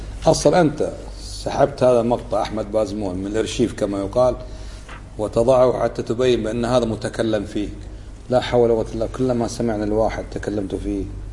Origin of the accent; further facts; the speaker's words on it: Kuwait; وكانت بلدنا الكويت تدخل فيها من تدخل وأشعل الفتنة فيها